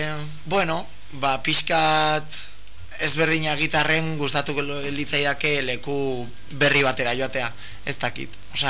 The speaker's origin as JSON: {"language": "Basque", "town": "Bilbao", "region": "Basque Country", "country": "Spain", "also_born_or_lived": "Cruces", "said": "bani jaio, bueno, kruzesen jaio nintzen, baina izatez Bilbokoa naiz. Osa, ike, Bilbon."}